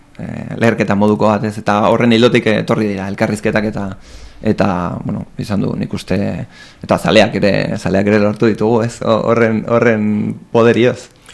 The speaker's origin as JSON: {"language": "Basque", "region": "Basque Country", "country": "Spain", "tie": "born there", "said": "azkenean Euskal Herrian jaio gara"}